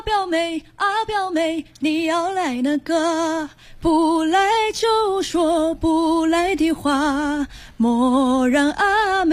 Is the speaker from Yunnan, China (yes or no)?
yes; Yunnan, China; 因为我是云南的少数民族，